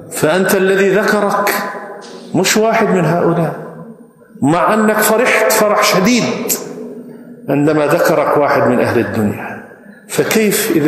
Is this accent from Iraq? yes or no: no; Jordan; وأنا من الأردن